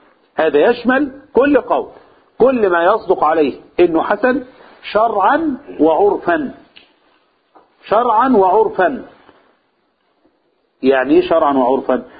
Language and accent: Arabic; Egypt; في عرفنا كمصريين ايه الطريقة الحسنة اللي نقابل بها الناس